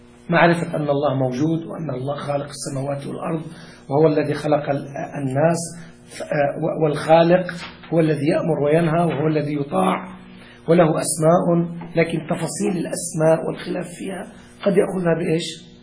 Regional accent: Lebanon; والله كان واحد عندنا في لبنان كان فاسقا جدا

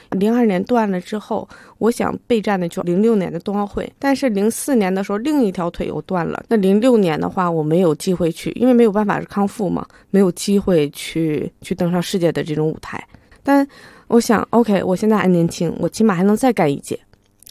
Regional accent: China; 我是中国人，我希望能为中国做贡献

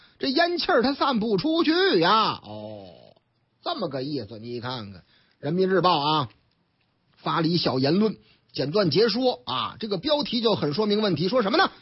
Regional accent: Northeast China, China; 这个得振兴咱老东北啊，是不是啊？俺老家呀。

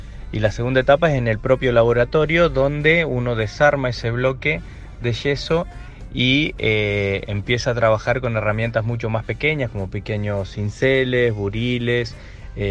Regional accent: La Pampa, Argentina; Yo soy de La Pampa, una provincia casi pegada a Neuquén.

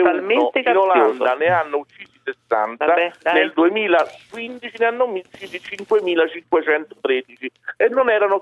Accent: Australia; Guarda, io sono australiano

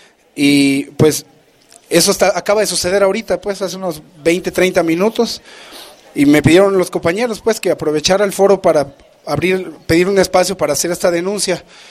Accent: Campeche, Mexico; vengo de Campeche, soy parte de la región sur-sureste de la Red Nacional de Resistencias contra las Altas Tarifas de Energía Eléctrica.

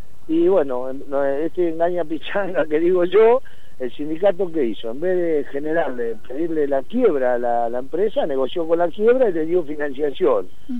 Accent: Bahía Blanca, Buenos Aires Province, Argentina; yo soy de la provincia, no soy de acá de Capital, soy de Bahía Blanca, en la provincia de Buenos Aires.

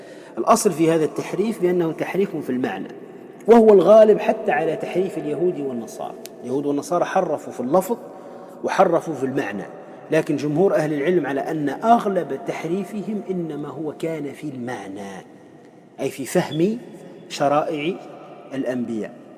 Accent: Tunisia; ولهذا عندنا في تونس مثلا فيما يسمى بالحضرة وغيره

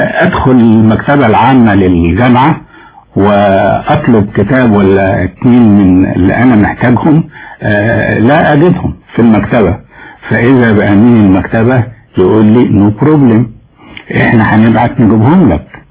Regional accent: Egypt; فأنا تصورت كما كان الحال في ذلك الوقت عندنا في مصر

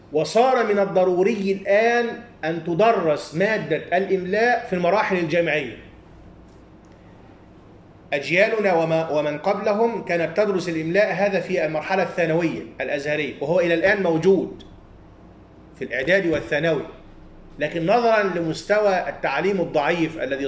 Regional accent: Upper Egypt, Egypt; وهذا يسمى عندنا في الصعيد

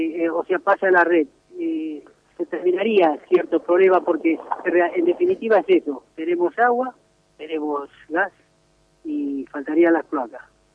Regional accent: Santa Fe, Argentina; now in Moreno, Argentina; yo no soy de acá de Moreno, así, digamos, oriundo de Moreno, yo soy de Santa Fe, pero vine a vivir acá y es como que me siento un morenense ya.

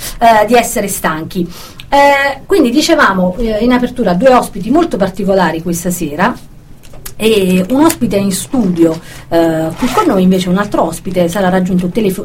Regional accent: Campania, Italy; now in Brussels, Belgium; essendo io campana, cilentana, non napoletana, ma comunque campana, ho avuto l'onore e il piacere di conoscere qui a Bruxelles

